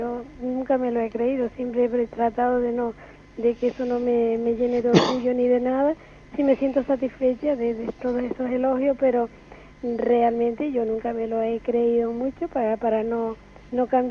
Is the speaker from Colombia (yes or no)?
no; Canary Islands, Spain; soy canaria de las 7 islas.